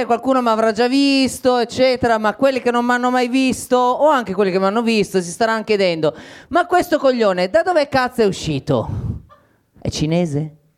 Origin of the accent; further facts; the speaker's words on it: Faenza, Emilia-Romagna, Italy; born there; Anche perché io non sono nato a Milano, sono nato a Faenza.